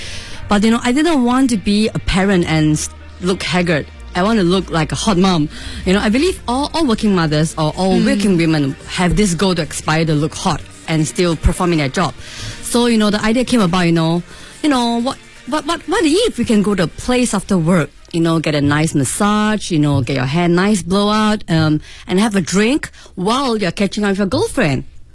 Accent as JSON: {"language": "English", "country": "Singapore", "lives_now": "Beijing, China", "said": "from Singapore."}